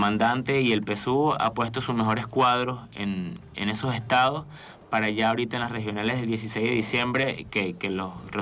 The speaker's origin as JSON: {"language": "Spanish", "region": "Aragua", "country": "Venezuela", "said": "Yo soy del estado de Aragua y ya estamos trabajando"}